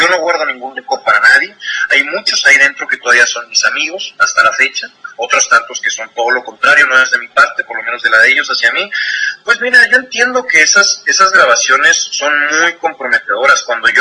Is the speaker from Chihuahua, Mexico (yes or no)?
yes; Chihuahua, Mexico; now in Mexico City, Mexico; yo soy de Chihuahua, yo vivo en el DF